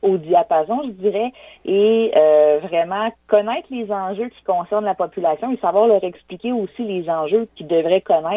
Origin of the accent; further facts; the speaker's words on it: Quebec City, Quebec, Canada; Moi, je suis originaire de la région de Québec, de la ville de Québec, en fait.